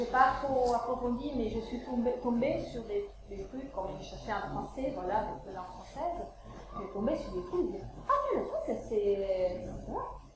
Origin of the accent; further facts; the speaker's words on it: Italy; French is a second language; moi, je suis italienne, donc je peux un petit peu faire la comparaison entre la France et l'Italie.